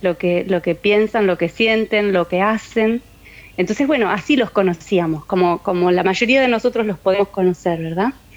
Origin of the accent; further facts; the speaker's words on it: Reconquista, Santa Fe, Argentina; Y yo cuando era niña vivía en Reconquista, que es muy cerquita de Guadalupe Norte, son unos 20 kilómetros de donde están Irmina y Remo.